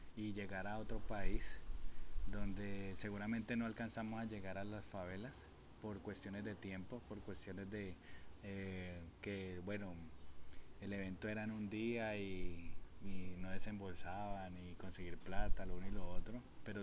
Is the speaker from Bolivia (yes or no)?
no; Antioquia, Colombia; Y todo inicia en la Comuna 13, de donde soy, ¿sí?